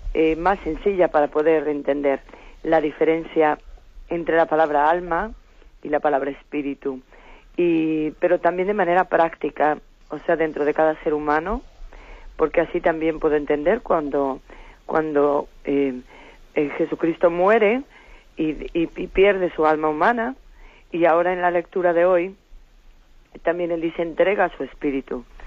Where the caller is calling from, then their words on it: A Coruña, Galicia, Spain; de Coruña.